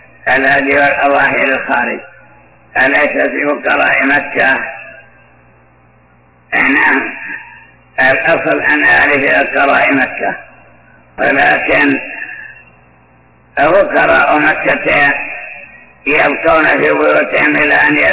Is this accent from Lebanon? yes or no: no; Iraq; في بعض البلدان ومنها بلدي العراق